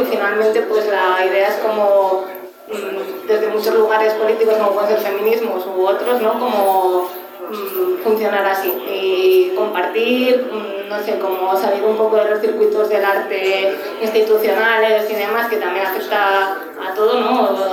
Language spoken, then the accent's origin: Spanish; Torrelavega, Cantabria, Spain; now in Barcelona, Spain; yo soy de aquí de Cantabria, de Torre de la Vega, pero llevo bastantes años en Barcelona.